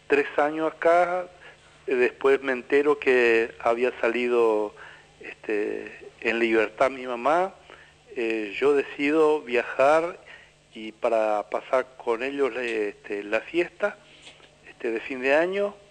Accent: Piribebuy, Cordillera, Paraguay; Nosotros somos oriundos de Piribebuy, de la compañía 4 de julio.

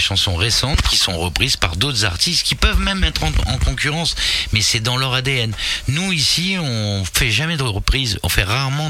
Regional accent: Paris, Île-de-France, France; Je suis pur parisien, moi, tu vois

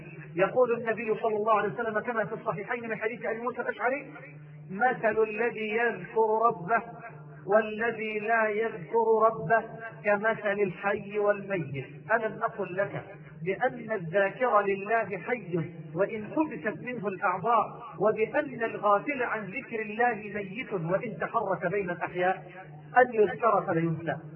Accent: Egypt; أني قد دعيت مرة لإلقاء محاضرة عندنا في مصر في المعادي

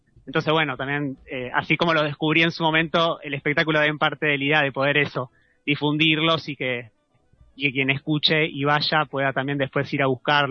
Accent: Ramos Mejía, Buenos Aires Province, Argentina; justo yo llegué hace poquito acá al Valle, vengo de la provincia de Buenos Aires, Ramos Mejía

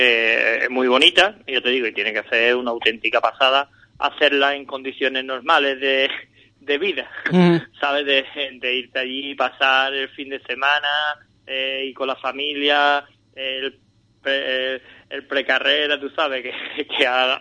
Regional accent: Andalusia, Spain; Nosotros como andaluces, ¿vale?

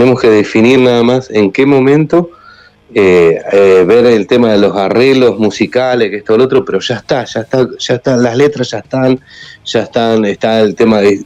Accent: Argentina; Yo estuve ahí, yo estuve, como argentino, yo estuve ahí, presente.

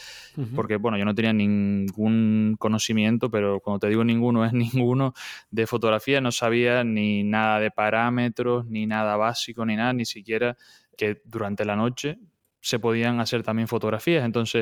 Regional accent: Fuencaliente, Canary Islands, Spain; Concretamente soy del sur, de Fuencaliente, una zona también muy conocida por, ahora que está tan de actualidad ese tema, por sus volcanes y demás.

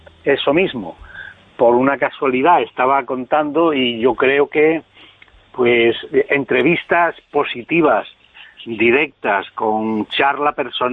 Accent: Galicia, Spain; yo soy gallego

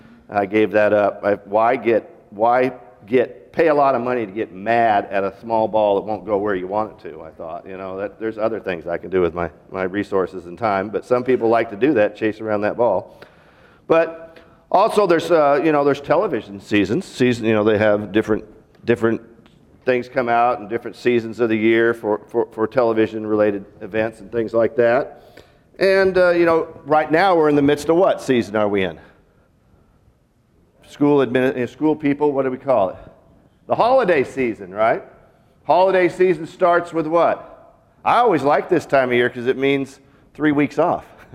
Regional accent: Seattle, Washington, United States; now in Arkansas, United States; I grew up in Seattle. There's kind of two seasons, really.

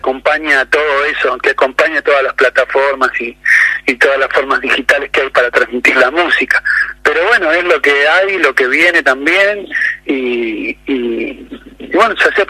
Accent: Buenos Aires Province, Argentina; somos de provincia de Buenos Aires

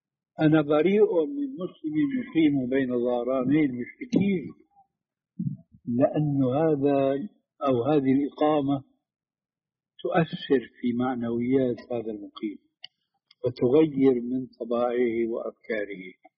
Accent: Syria; كما يقولوا عندنا في الشام بده هز كتاب، بده هز كتاب، بده حركة يعني.

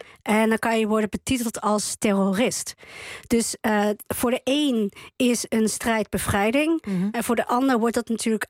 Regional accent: Netherlands; also born or lived in Chile; Nou, ik ben opgegroeid in Nederland. Ik ben geboren in Chili.

